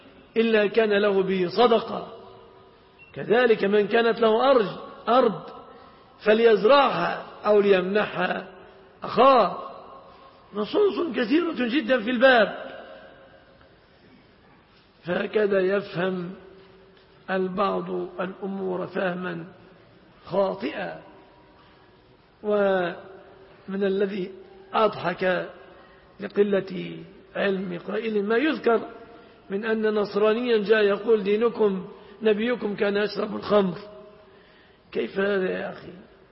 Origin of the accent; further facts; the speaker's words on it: Egypt; إذا انشغلنا في بلادنا مصر بمصانع الشيبسي